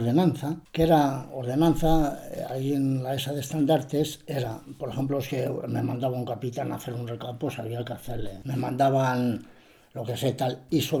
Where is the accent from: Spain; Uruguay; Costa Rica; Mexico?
Spain; Peñaranda de Bracamonte, Castile and León; Le digo, yo soy de Peñaranda de Bracamonte.